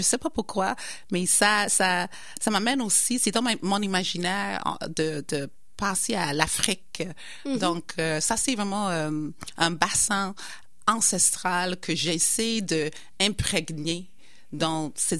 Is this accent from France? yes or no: no; United Kingdom; French is a second language; now in Quebec City, Canada; je suis née en Angleterre. Je viens vraiment d'Angleterre. Je suis la deuxième génération des immigrants qui sont venus en Angleterre dans les années 50-60.